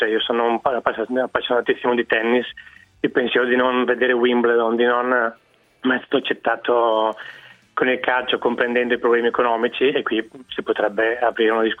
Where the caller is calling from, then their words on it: Bergamo, Lombardy, Italy; Volevo, io vengo da Bergamo